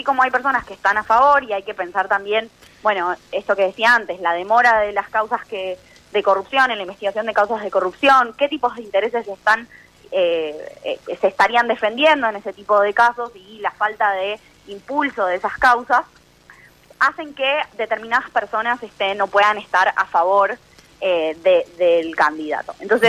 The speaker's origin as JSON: {"language": "Spanish", "country": "Argentina", "said": "nosotros como sociedad argentina necesitamos una Corte Suprema confiable"}